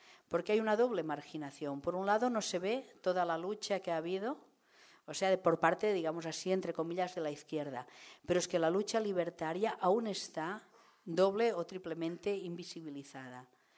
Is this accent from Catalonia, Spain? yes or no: yes; L'Hospitalet de Llobregat, Catalonia, Spain; cuando yo empecé a investigar sobre el maquis anarquista, porque soy de Hospitalet